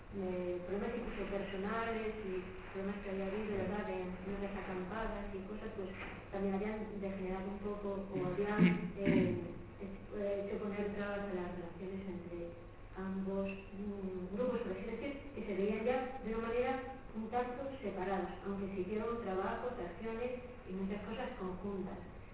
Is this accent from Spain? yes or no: yes; Asturias, Spain; a mí me aseguraba como asturiano, porque nosotros en 2009 creamos un consejo contra el tren de alta velocidad.